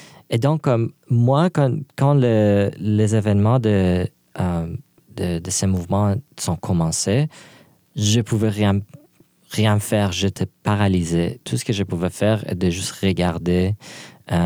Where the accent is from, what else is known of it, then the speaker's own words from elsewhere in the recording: Iran; Puis moi, je suis loin de l'Iran.